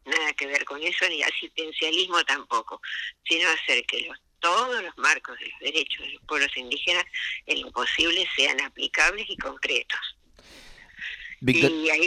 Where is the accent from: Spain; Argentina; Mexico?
Argentina; Patagonia; Si bien yo soy sureña, yo soy patagónica, pero no estoy viviendo allá.